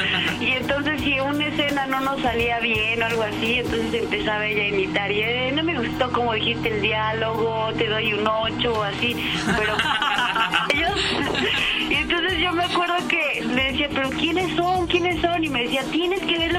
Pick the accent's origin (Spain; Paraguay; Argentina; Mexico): Mexico; Mexico City; also born or lived in Veracruz; nací ahí en Veracruz y pues casi toda mi vida he vivido aquí en la Ciudad de México. Pero bueno, pues sí, iba mucho de chiquita a Veracruz.